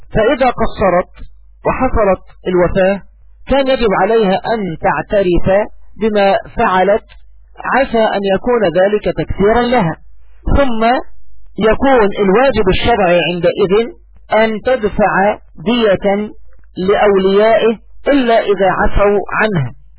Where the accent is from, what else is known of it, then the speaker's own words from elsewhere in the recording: Egypt; يعني أقول بالمعنى الدارج عندنا كمصريين